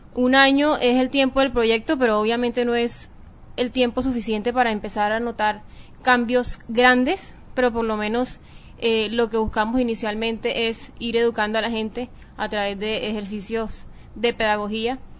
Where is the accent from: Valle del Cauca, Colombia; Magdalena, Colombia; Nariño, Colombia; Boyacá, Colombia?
Magdalena, Colombia; Santa Marta; Yo soy Samaria.